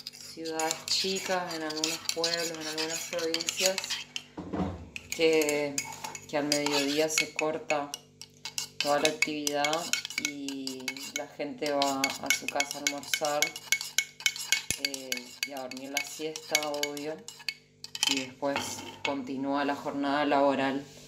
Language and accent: Spanish; Corrientes, Argentina; Yo soy de Corrientes Capital, nací y me crié allá.